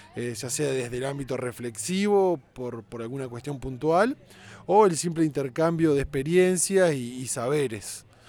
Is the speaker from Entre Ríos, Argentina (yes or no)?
yes; Entre Ríos, Argentina; vengo de la provincia de Entre Ríos, del Movimiento de Cultura y Vida Comunitaria